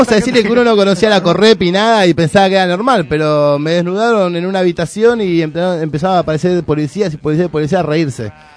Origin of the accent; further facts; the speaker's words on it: Argentina; Somos Argentina. Hay que pelear con alguien.